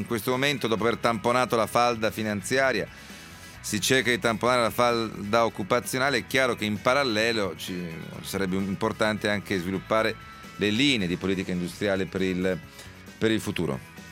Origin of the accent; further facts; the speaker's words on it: Northeast Italy, Italy; Visto che sia io che lei siamo del Nord-Est